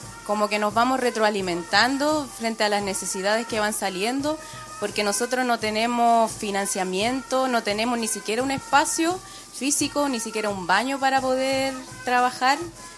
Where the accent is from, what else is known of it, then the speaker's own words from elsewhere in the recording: Puente Alto, Santiago Metropolitan Region, Chile; No, soy de Puente Alto, soy de El Llano, pero viajo todos los sábados